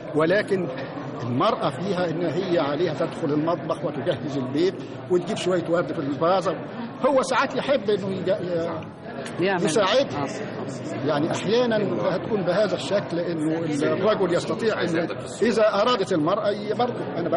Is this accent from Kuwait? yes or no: no; Egypt; يعني جه في وقت من الاوقات عندنا في مصر